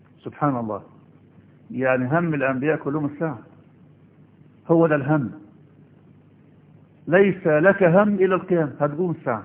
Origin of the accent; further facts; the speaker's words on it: Egypt; ما عندنا في مصر